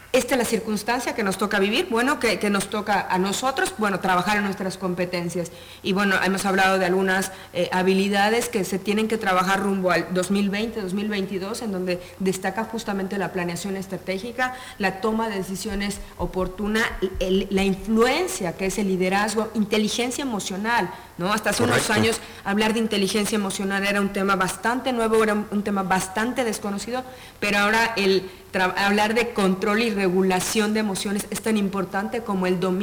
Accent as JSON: {"language": "Spanish", "region": "Mexico City", "country": "Mexico", "said": "soy de la Ciudad de México y estudié en la Universidad Iberoamericana de Ciudad de México."}